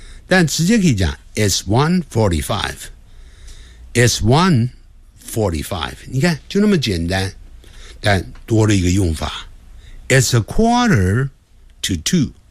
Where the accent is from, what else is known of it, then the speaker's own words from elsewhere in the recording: China; 我们中国人在学连音，常操之于过急，希望马上连起来，这是要习惯。